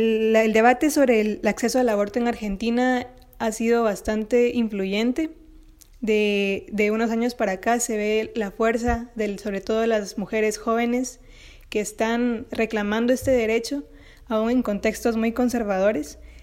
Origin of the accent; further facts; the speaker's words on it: Guatemala; Hablo desde Guatemala y en mi país el acceso al aborto está restringido por el Código Penal.